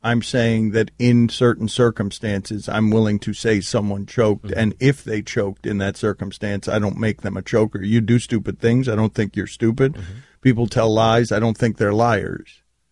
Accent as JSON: {"language": "English", "town": "Jersey City", "region": "New Jersey", "country": "United States", "tie": "born there", "said": "Yeah, I was born in Jersey City, actually."}